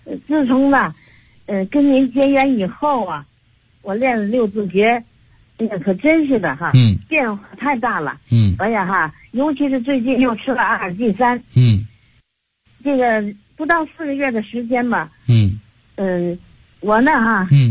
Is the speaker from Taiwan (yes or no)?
no; Tianjin, China; 我是天津的。